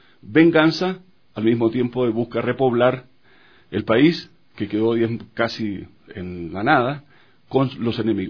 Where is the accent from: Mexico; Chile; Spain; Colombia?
Chile; born there; Solo nacido en Chile, después soy de patria latinoamericana.